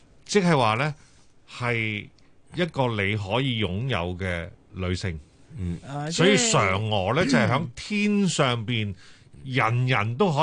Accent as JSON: {"language": "Cantonese", "country": "Hong Kong", "said": "我哋香港人吓由细听到大嘅"}